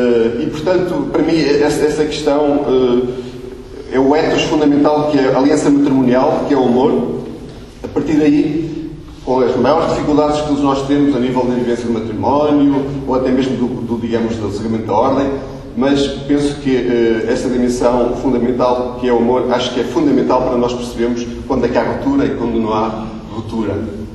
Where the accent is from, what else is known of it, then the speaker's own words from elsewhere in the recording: Trás-os-Montes, Portugal; Eu vivo, como disse, eu sou transmontano.